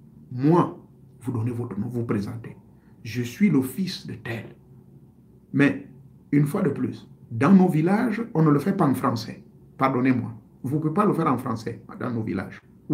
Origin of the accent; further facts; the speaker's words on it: Gabon; Mais chez nous au Gabon